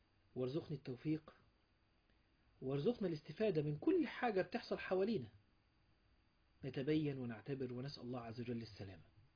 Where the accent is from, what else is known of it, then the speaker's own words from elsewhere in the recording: Egypt; ممكن ده مش عندنا في مصر